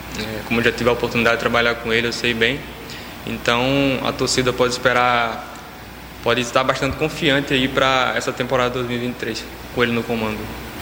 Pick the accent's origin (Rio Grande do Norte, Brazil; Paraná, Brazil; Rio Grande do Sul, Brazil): Rio Grande do Norte, Brazil; Natal; Eu tenho 23 anos, eu sou de Natal. Eu comecei minha carreira lá no time do interior lá.